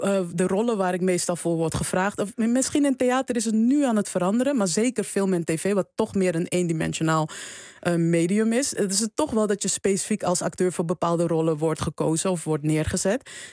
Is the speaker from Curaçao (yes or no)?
no; Suriname; ik ben opgegroeid in Suriname, dus ik dacht altijd van, oh ja, er moet een man een keer komen en die moet mij veroveren